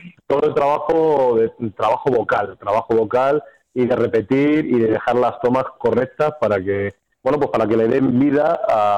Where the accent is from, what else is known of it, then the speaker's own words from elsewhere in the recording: Castilla-La Mancha, Spain; ya sabes, nosotros somos manchegos, o sea, del tema en inglés, te puedes imaginar.